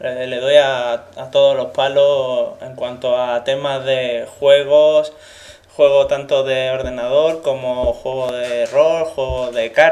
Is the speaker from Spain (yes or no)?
yes; Jerez de la Frontera, Andalusia, Spain; accent: Madrid; also born or lived in Madrid; now in Murcia, Spain; Sí, de Madrid, exactamente. Pero me crié en Jerez de la Frontera.